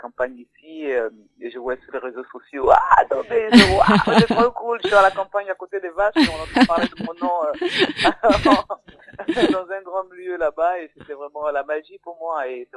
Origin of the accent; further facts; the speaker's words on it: Côte d’Ivoire; first language Bété; c'était pour renouer un peu avec ma langue maternelle